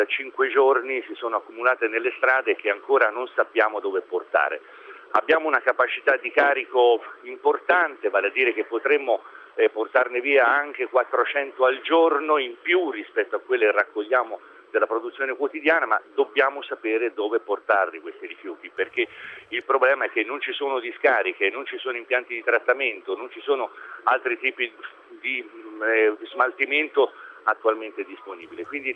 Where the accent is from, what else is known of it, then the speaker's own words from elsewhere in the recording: Florence, Tuscany, Italy; Sono fiorentino.